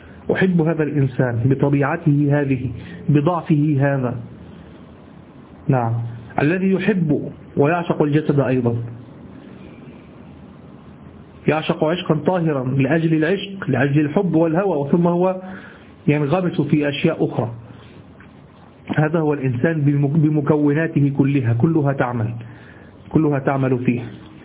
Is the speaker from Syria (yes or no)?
no; Egypt; ما نستعمله نحن في دارجتنا المصرية.